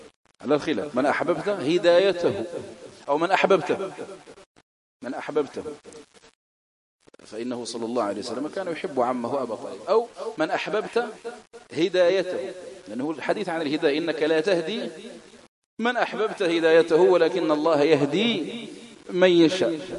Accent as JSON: {"language": "Arabic", "country": "Algeria", "accent": "Algerian Arabic", "said": "هذا من الأساليب العربية التي بقيت في دارجتنا الجزائرية"}